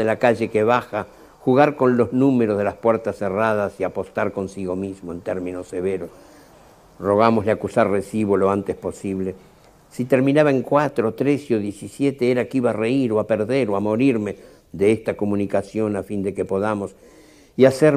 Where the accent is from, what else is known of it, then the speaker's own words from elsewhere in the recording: Montevideo, Uruguay; Aunque nacido en una ciudad del interior, vivo en Montevideo desde los 4 años. Como mis personajes, soy un montevideano de clase media